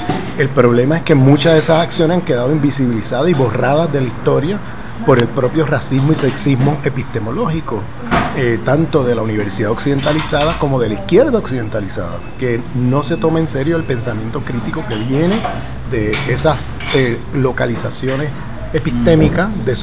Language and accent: Spanish; Puerto Rico; Bueno, yo soy puertorriqueño y vengo de una colonia norteamericana